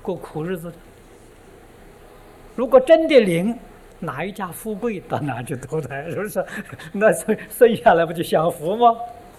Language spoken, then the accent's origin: Chinese; China; 我们中国人喜欢拜的天宫